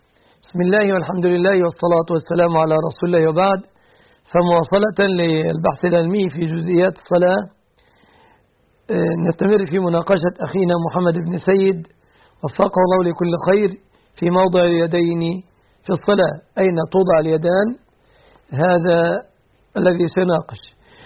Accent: Egypt; وأن يحفظ بلادنا مصر

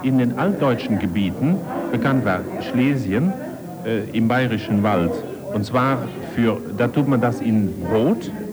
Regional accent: Netherlands; als Niederländer haben wir

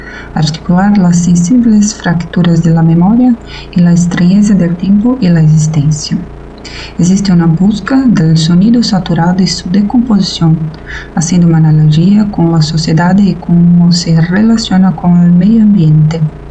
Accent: Brazil; Spanish is a second language; aquí de Brasil. No hablo español, pero intentaré expresar algo.

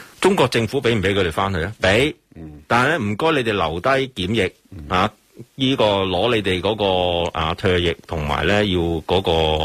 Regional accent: Hong Kong; 你叫我哋香港人唔出街

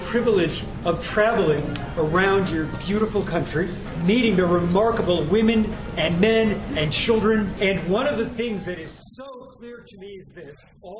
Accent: United States; But even as an American, one of the main reasons I am here is to bring back your story to North America

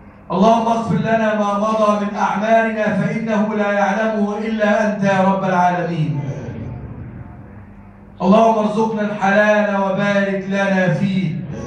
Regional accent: Egypt; اللهم اجعل بلدنا مصر بلدا آمنا مطمئنا وسائر بلاد المسلمين.

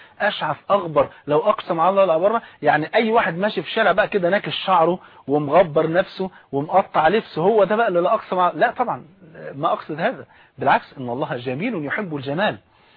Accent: Egypt; المثل البارد اللي عندنا في مصر

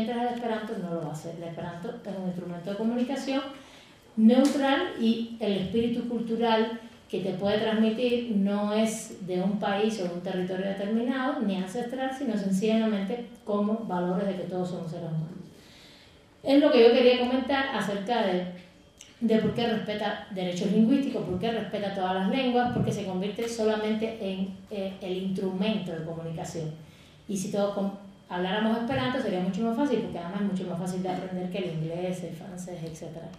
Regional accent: Rome, Lazio, Italy; Spanish is a second language; Soy italiano, nacido en Roma, que hablo el Esperanto desde hace aproximadamente 50 años.

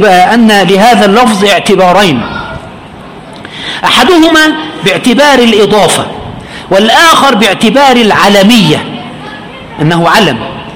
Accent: Egypt; عند الجميع عندنا في مصر

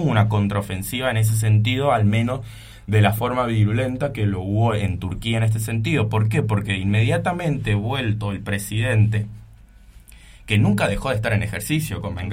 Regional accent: Argentina; es el hecho de traerlo un poco y asemejarlo respecto a la historia que a nosotros nos acontece como argentinos

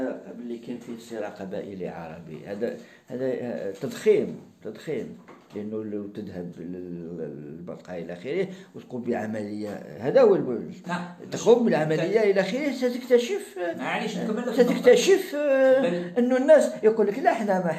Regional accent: Algeria; وعندنا في الجزائر وفي المغرب أيضا

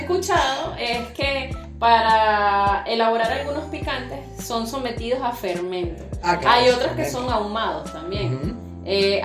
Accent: Venezuela; yo sé que venimos de Venezuela

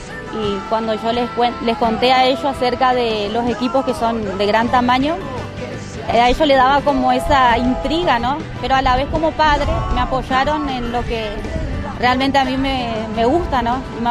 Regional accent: Formosa, Argentina; Yo soy nativa de Formosa y fue ahí donde yo escuché acerca de la minería y el sur.

